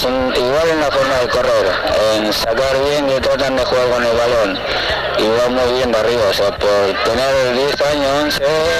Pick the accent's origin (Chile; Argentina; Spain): Argentina; nosotros venimos de Argentina, que nos gusta esto del juego